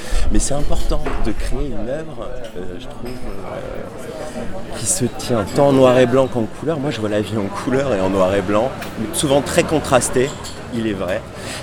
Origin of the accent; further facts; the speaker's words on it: Paris, Île-de-France, France; Je suis né à Paris, dans le 14e, 77. Là, j'ai fait toute ma scolarité à Paris, j'ai vécu à Paris. Mais il y a quelque chose qui est important dans mon éducation, c'est que mes parents sont corses